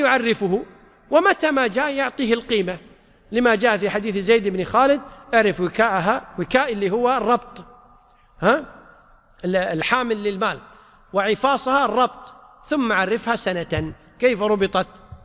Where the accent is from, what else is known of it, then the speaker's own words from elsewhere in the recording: Kuwait; وعندنا في الكويت